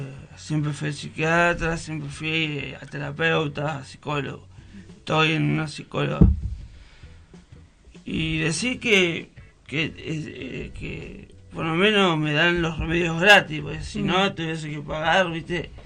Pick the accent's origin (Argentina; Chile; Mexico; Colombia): Argentina; Buenos Aires; now in San Luis, Argentina; Yo vengo de Buenos Aires hace poco. Vine a vivir acá, la verdad que me encanta San Luis, no me gustaría estar en Buenos Aires